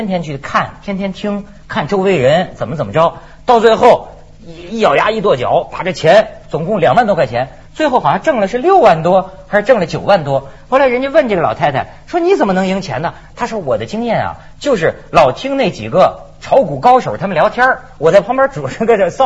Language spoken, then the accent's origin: Chinese; northern China, China; 我觉得北方人，我你看我是北方人，跟广东人有不同